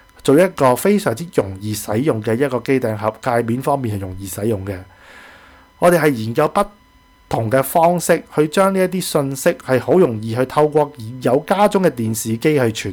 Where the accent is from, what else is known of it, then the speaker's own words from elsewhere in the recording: Hong Kong; 我身為一個香港人真的對不住大家，